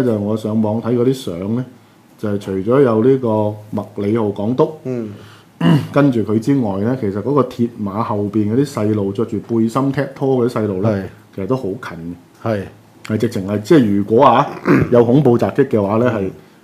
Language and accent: Cantonese; Hong Kong; 如果你是香港人是你的敵人，那我們香港人下一步鼓吹一種獨立意識